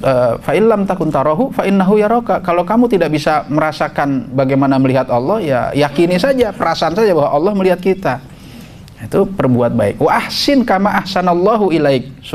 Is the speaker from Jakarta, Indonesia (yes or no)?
yes; Jakarta, Indonesia; saya ini asli Betawi. … itu singkatan dari rombongan Betawi, asli Rawamangun.